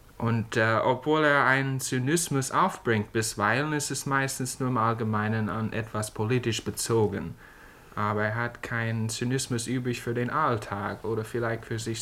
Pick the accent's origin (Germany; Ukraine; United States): United States; German is a second language; als Amerikaner gesehen, man muss das immer wieder bewundern.